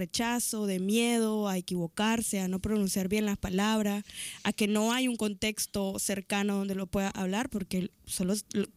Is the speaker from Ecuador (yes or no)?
no; Nicaragua; accent: Nicaraguan; con mi acento nicaragüense, con a veces mezclado ya más español